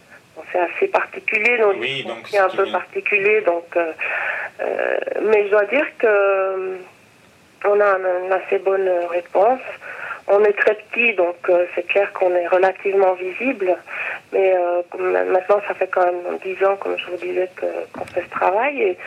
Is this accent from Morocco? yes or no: yes; Morocco; c'était un petit rappel au fait que j'ai grandi au Maroc, donc c'était un rappel à ce pays qui est un pays que j'aime beaucoup.